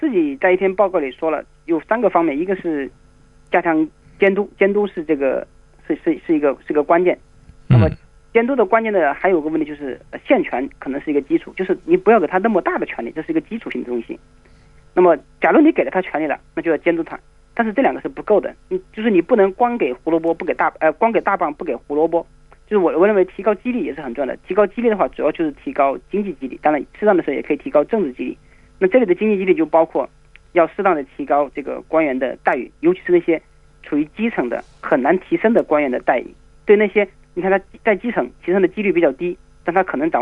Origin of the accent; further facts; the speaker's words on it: China; 第一个是评估反腐败成果的人对反腐败的关注视角跟我们中国人不一样